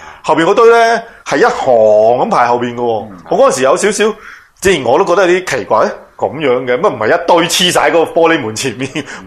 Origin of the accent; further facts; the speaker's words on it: Hong Kong; 我喺香港長大喎。